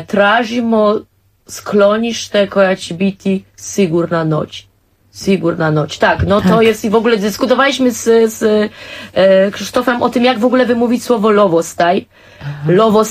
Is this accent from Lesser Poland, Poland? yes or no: yes; Lesser Poland, Poland; no ja jako góralka jeszcze mam swój inicjalny czasem, ale to tylko jak się bardzo wzburzę.